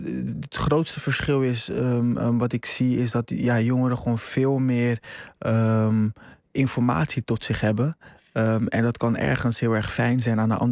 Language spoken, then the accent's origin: Dutch; Rotterdam, South Holland, Netherlands; Ja, ik groeide op in Rotterdam.